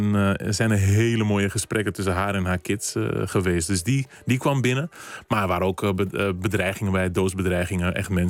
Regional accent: Amsterdam, North Holland, Netherlands; born there; Dus ik ben hier geboren, gewoon Amsterdam, Nederland. Ik voel me ook gewoon Nederlander, maar ik voel me ook echt Kaapverdiaan.

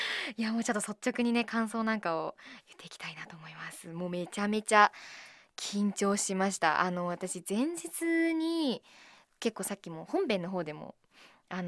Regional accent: Miyagi, Japan; 私宮城出身っては言ってるんですけど、そこまでこう訛りが強い場所にいたわけじゃないので、ちょっと訛りわかんないんですよね

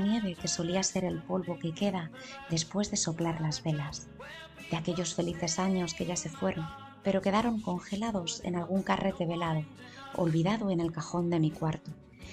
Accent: Madrid, Community of Madrid, Spain; de Madrid.

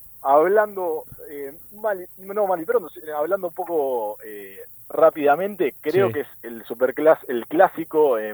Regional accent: Argentina; A ver, como argentino obviamente lo sufrí, queriendo que ganara la selección.

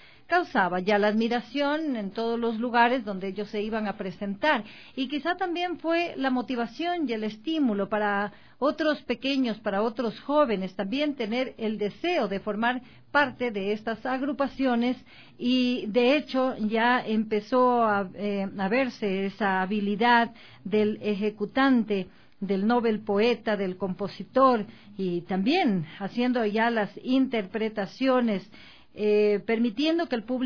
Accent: Marcabelí, El Oro, Ecuador; Yo de Marcabelín.

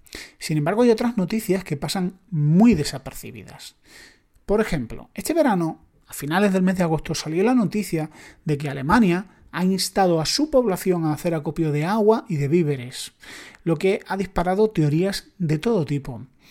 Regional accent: Spain; en mi país, España

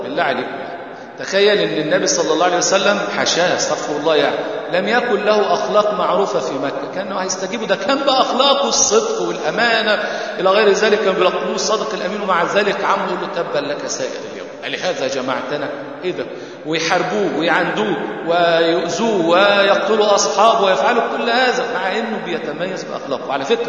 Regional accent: Egypt; بيحبوا يختموا القرآن زي عندنا في مصر ليلة 27

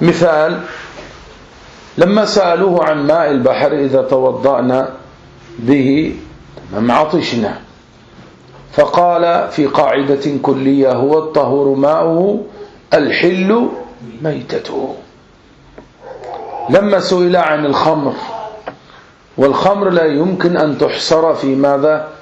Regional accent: Egypt; عندنا في مصر

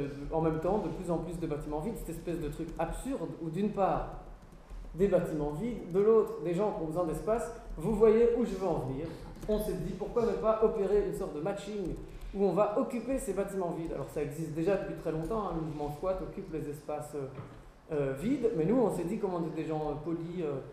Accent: Brussels, Brussels-Capital Region, Belgium; je viens de Bruxelles, effectivement.

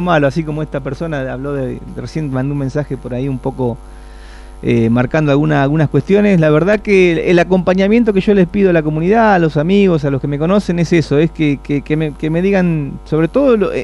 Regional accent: Saladillo, Buenos Aires Province, Argentina; Ahí está la historia, ahí está de dónde venimos, en fin, por lo menos los que somos nativos de Saladillo, ¿no?

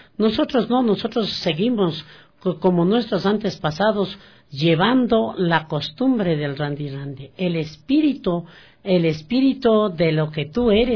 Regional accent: Amazon, Ecuador; soy de la Amazonía, de la comunidad Bajo Tala

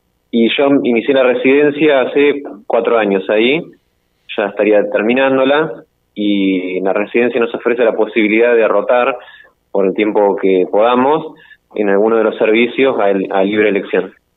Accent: 9 de Julio, Buenos Aires Province, Argentina; soy de 9 de Julio, provincia de Buenos Aires, más o menos a 400 kilómetros de la capital federal. Soy residente de psicología del Hospital Esteves, en la localidad de Temperley.

